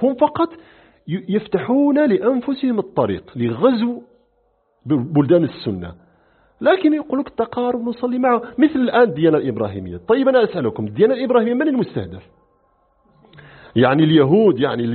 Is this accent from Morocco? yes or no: yes; Morocco; نحن عندنا في المغرب لما جاء قيام الدولة الأدارسة